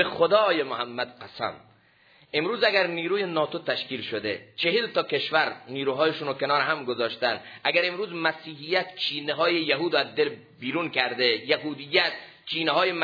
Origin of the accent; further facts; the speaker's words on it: Iran; ما ایرانیم، با چی پیروزیم؟